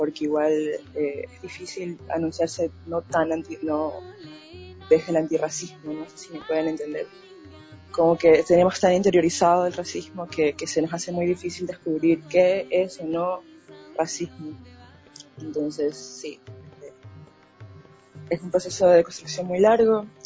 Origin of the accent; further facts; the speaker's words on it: Esmeraldas, Ecuador; Yo soy de Esmeraldas, soy de la ciudad de Esmeraldas, nací en un... O sea, prácticamente me crié en Esmeraldas, en la ciudad de Esmeraldas, pero soy en realidad de Limones, es un pueblo... esmeraldeños, que está a la frontera de Colombia, se podría decir.